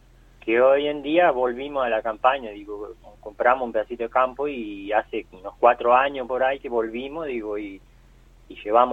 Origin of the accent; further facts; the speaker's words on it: Fraile Muerto, Córdoba, Argentina; bueno, nosotros estamos trabajando en... Yo soy de Fraile Muerto y estamos trabajando alrededor de Fraile Muerto.